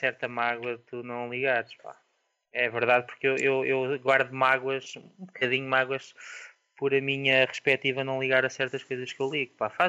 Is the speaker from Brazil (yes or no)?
no; Portugal; Sou português, obviamente.